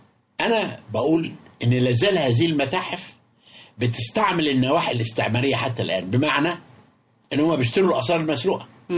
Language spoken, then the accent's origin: Arabic; Egypt; احنا الميزة بتاعتنا كمصريين من كل نكبة بتتحول إلى قوة. وده عظمة مصر.